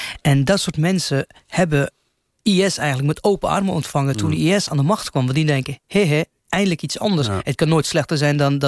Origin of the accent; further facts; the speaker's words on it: Lebanon; Dutch is a second language; Ik kom zelf uit Libanon, dus ik weet, ik ken de Arabische manier van leven. Ik ken de cultuur.